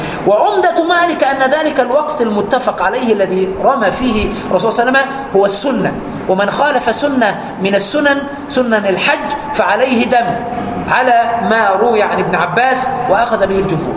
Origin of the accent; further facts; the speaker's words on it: Egypt; عندنا في مصر يقولون